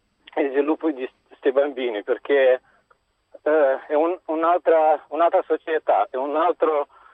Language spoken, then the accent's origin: Italian; Moldova; Italian is a second language; now in Italy; Sono moldavo.